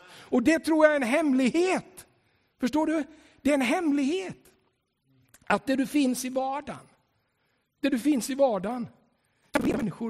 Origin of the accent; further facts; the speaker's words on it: Tranås, Jönköping County, Sweden; När jag växte upp där, för jag växte upp i Tranås, då kallade de mig för